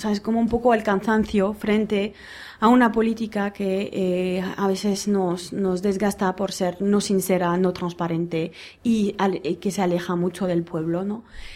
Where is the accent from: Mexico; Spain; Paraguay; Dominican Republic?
Spain; Basque Country; Y si viviríamos todos como aquí vascos